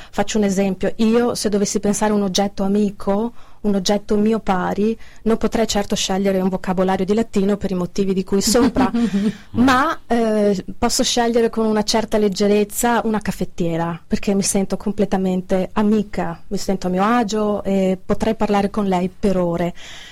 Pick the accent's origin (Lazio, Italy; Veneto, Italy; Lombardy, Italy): Veneto, Italy; Padua; Sono di Padova e quindi conosco bene i suoi affreschi